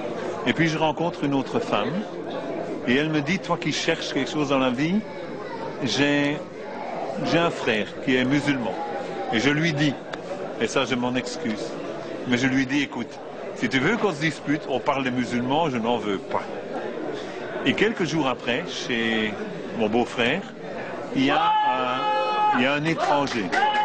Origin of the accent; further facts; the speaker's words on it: Belgium; Je suis origine de la Belgique, d'un petit village au sud de Bruxelles.